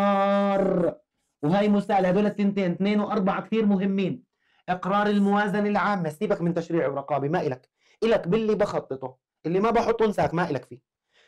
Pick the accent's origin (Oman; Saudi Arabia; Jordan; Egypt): Jordan; قال لك القضاء عندنا في الأردن إلهم استقلالية